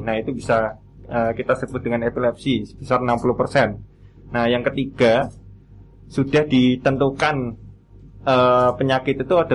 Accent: Boyolali, Central Java, Indonesia; now in Yogyakarta, Indonesia; Boyolali, Mas.

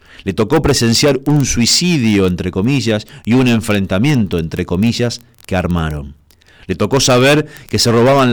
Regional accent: Cañada de Gómez, Santa Fe, Argentina; es de mi ciudad natal, de Cañada de Gómez

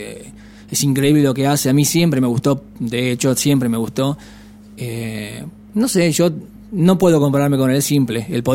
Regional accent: Argentina; Somos 5 argentinos y una sueca.

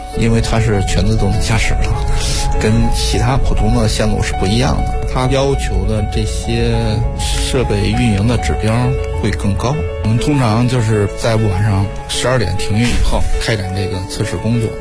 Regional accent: Yanshan, Beijing, China; 我从小出生在房山区燕山地区

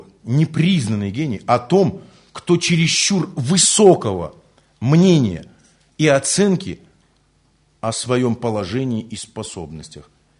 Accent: Buryatia, Russia; Я говорю, ну, я же бурят там

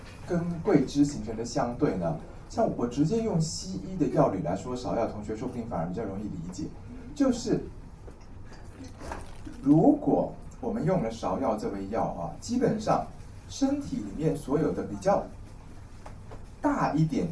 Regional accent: Taiwan; 我们台湾人叫做甜芽的东西

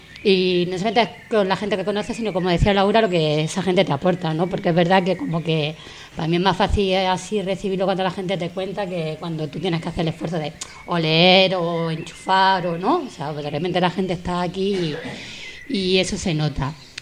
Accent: Jaén, Andalusia, Spain; accent: Jaén; Ponerme a locutar y luego escucharme con mi acento del Jaén profundo, ¿no?

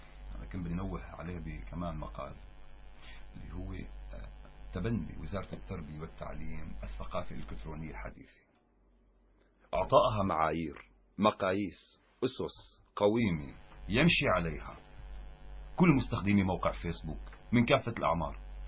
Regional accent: Syria; كما حصل عندنا في سوريا، معروف تاريخيا.

